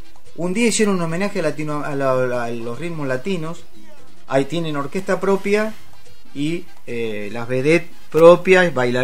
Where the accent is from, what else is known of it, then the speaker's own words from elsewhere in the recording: Olavarría, Buenos Aires Province, Argentina; born there; Yo nací en Olavarría. ¿Dónde? En Loma Negra.